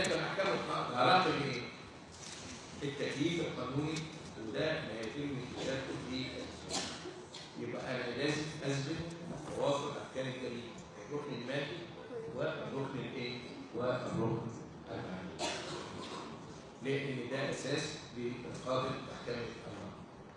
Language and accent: Arabic; Egypt; انت عارفين احنا كمصريين